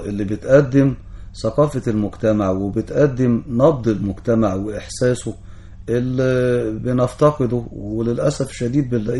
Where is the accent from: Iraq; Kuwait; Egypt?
Egypt; لو رجعنا لأخلاقياتنا كمصريين البلد دي هتبقى رائدة زي ما كانت طول عمرها